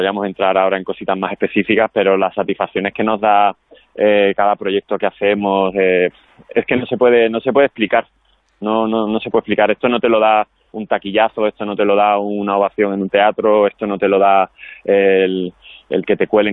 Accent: Andalusia, Spain; porque como sea andaluz

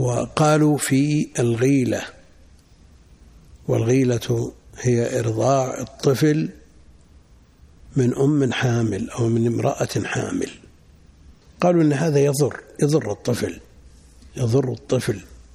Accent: Najd, Saudi Arabia; وهذا مستفيض عندنا في نجد، ويمكن في الحجاز

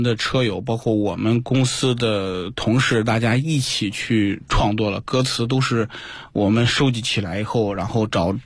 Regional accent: China

